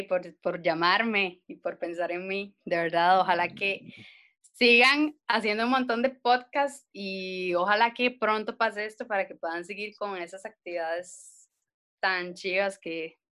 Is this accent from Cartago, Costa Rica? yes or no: yes; Cartago, Costa Rica; Soy artista costarricense de Cartago.